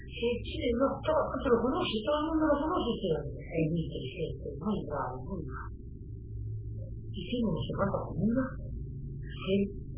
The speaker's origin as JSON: {"language": "Spanish", "country": "Italy", "second_language": "Spanish", "lives_now": "Argentina", "said": "Soy italiano, pero tengo ciudadanía."}